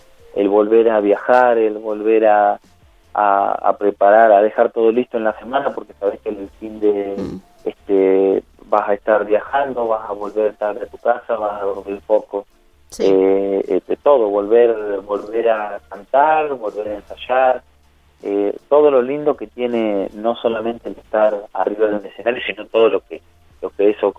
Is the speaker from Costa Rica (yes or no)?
no; Victorica, La Pampa, Argentina; Exacto, ayer estuve en mi pueblo, en Victorica